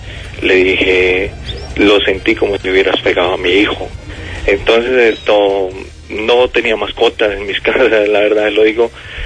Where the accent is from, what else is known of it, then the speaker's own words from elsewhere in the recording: Huila, Colombia; el ahogado huilense, yo soy huilense.